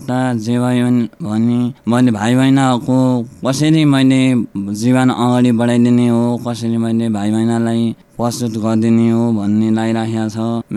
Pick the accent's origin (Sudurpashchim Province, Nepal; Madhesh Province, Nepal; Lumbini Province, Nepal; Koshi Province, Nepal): Lumbini Province, Nepal; Gulmi; हस्तिचौर 6 गुल्मी, तारा झिनेटा हो मेरो घर।